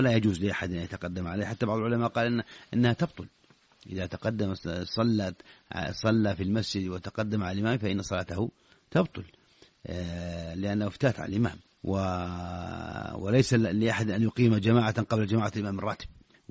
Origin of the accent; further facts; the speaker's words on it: Saudi Arabia; خاصة إذا كنت في السعودية وهو يبدو لك فعلا هذا لأن حافزه عندنا في السعودية